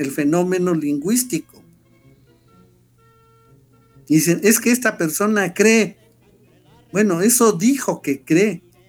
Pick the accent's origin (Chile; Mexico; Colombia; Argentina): Mexico; la narración que hemos construido de que somos mexicanos, cómo es que somos mexicanos